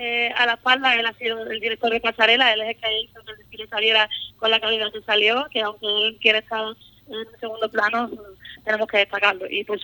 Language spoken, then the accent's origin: Spanish; Ubrique, Andalusia, Spain; estoy súper orgullosa de ser ubriqueña y de ver cómo mi pueblo se ha volcado tanto con esta causa